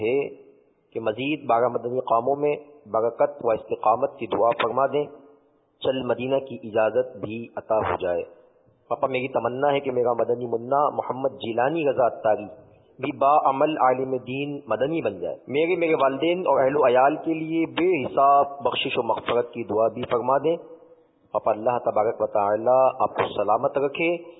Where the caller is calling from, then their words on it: Karachi, Sindh, Pakistan; پاک نوحی کابینہ, ڈویژن نگاہ مرشد, علاقہ زیائی, باب المدینہ, کراچی سے عرض گزار ہوں.